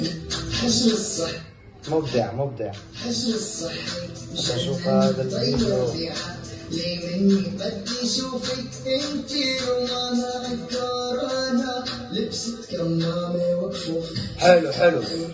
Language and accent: Arabic; Syria; حابب كمان أشكر أولاد بلدي سوريا الغالي، تحية لسوريا وتحية للبنان اللي بلشت فيها مسيرتي.